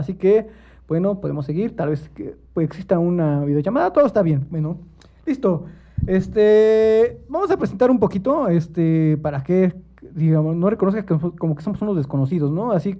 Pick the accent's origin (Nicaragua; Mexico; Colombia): Mexico; algunos temas que en este caso nos conciernen a todos como mexicanos